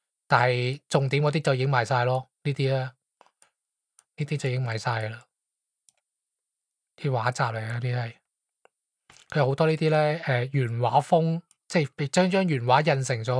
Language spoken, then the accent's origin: Cantonese; Hong Kong; 你如果你是当我是香港人，咁我应该是 A 啦